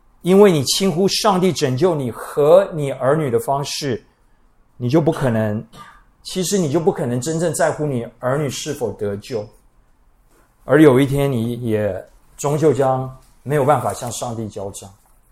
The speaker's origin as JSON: {"language": "Chinese", "country": "Taiwan", "said": "我们台湾人出门不需要计划，哎，我们看情形，我们遇到事情，随机应变"}